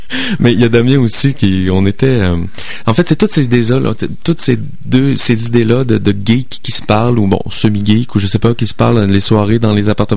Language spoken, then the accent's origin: French; Quebec City, Quebec, Canada; On vient de Québec, mais là, en fait, moi, je viens de Québec, lui vient de Lyon. On s'est rencontrés à Montréal.